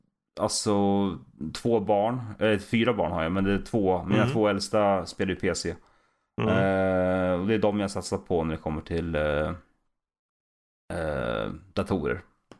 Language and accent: Swedish; Valla, Södermanland, Sweden; also born or lived in Katrineholm; now in Vingåker, Sweden; Born and raised i Valla, Sörmland.